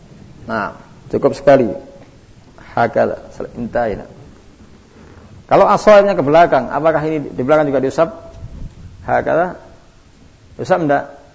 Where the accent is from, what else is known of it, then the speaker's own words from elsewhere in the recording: India; Saya orang India.